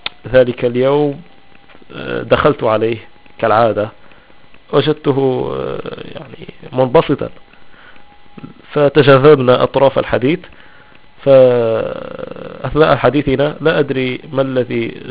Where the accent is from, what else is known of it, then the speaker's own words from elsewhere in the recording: Morocco; accent: Shilha; Arabic is a second language; كيغ أشلحي، يعني أنا أمازيغي أتكلم اللهجة الشلحة